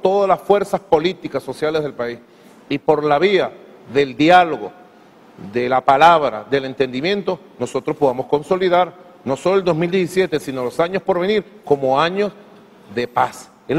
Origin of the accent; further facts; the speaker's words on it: Caracas, Capital District, Venezuela; Soy muy caraqueño en eso.